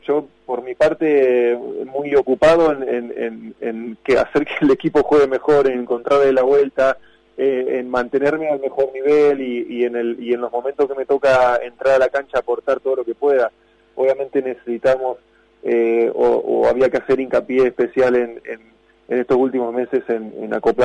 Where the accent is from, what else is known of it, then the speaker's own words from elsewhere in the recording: Argentina; nos gusta verlo y somos argentinos, es realmente admirable